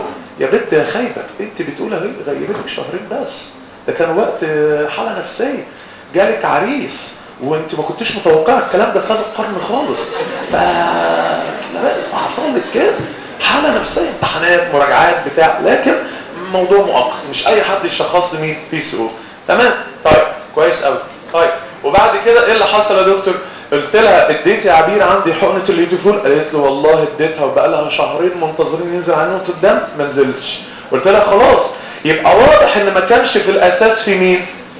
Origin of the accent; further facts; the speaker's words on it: Egypt; قلت له يلا انا مصري يلا احنا الفهلاوي